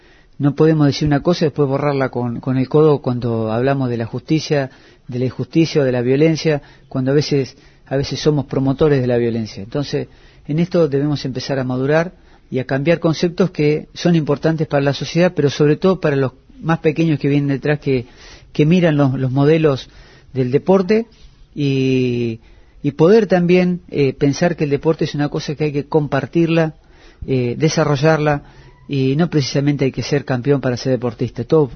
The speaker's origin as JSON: {"language": "Spanish", "country": "Argentina", "said": "a uno como argentino se enorgullece."}